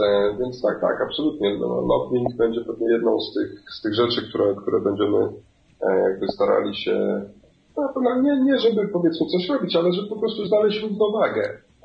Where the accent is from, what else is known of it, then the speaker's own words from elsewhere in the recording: Kenya; Mimo, że sam pochodzę z Kenii i coś tam, że nie powinienem tego mówić